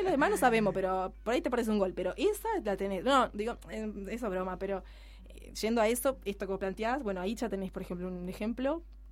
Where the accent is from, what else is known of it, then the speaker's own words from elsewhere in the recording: Montevideo, Uruguay; soy de La Teja, hincha de Progreso.